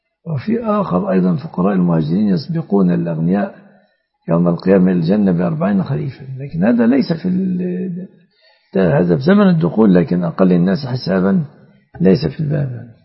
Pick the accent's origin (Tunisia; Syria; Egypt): Egypt